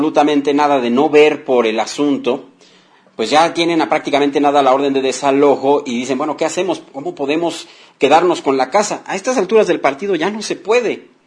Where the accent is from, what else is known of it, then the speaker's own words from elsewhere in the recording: Mexico City, Mexico; yo me estaba rostizando como buen chilango. Soy muy chillón con el cambio de clima.